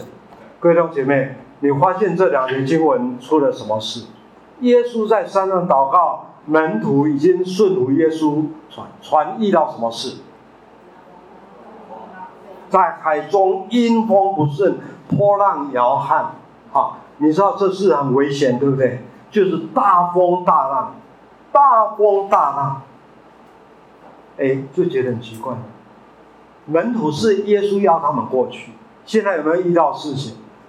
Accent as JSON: {"language": "Chinese", "region": "Taitung County", "country": "Taiwan", "tie": "born or raised there", "said": "我小时候在台东，大家知道花莲台东吗？我在那边出生成长，我的故乡妈妈是彰化二水中部人，爸爸是云林东人，我的祖父跟父母亲就搬到台东，光复以前我在台东出生，"}